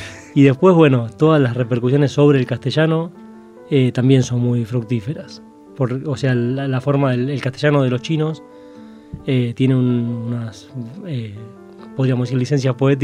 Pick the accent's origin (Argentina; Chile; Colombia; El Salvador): Argentina; Avellaneda, Buenos Aires Province; Para mí, creciendo en Avellaneda, también son cosas que me remiten al barrio como era un poco antes